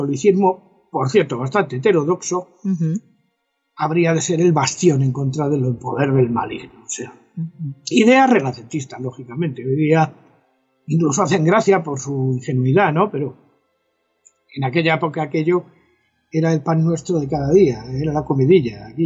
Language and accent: Spanish; El Escorial, Community of Madrid, Spain; el monasterio del Escorial, que como tú sabes, es mi pueblo.